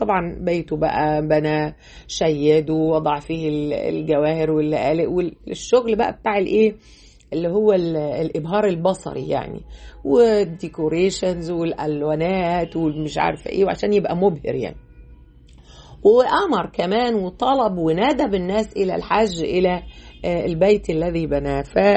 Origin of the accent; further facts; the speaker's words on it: Egypt; مفروض احنا بقى كمصريين نهتم بهذا البعد بتاعنا